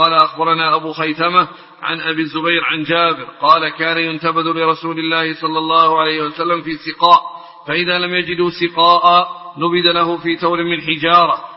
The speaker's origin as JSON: {"language": "Arabic", "country": "Yemen", "said": "الدباء لا زالت تستعمل اليوم عندنا في اليمن في البوادي في خض الحليب"}